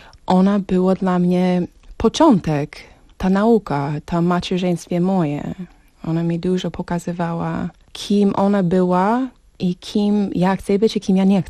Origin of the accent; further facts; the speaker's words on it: Arizona, United States; Polish is a second language; also born or lived in Texas; W Teksasie się urodziłam. Mm-hmm. 12 lata mieszkałam i przyprowadziliśmy do Arizony. I drugie połowy mojej dzieciństwa tam spędzałam.